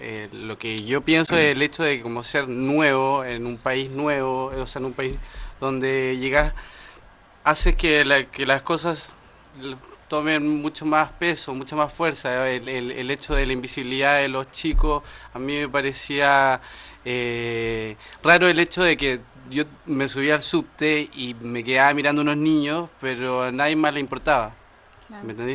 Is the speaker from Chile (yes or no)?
yes; Chile; moved away as an adult; now in Argentina; soy chileno, pero vivo hace 6 años acá.